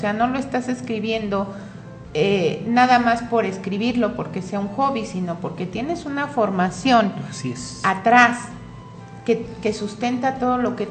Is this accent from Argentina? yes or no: no; Mexico; y además somos mexicanos y tenemos que apoyarnos y vernos entre nosotros